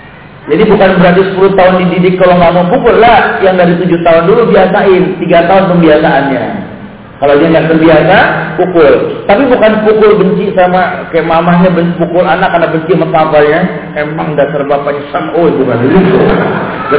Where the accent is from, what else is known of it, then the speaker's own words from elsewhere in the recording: Yemen; saya dari Yaman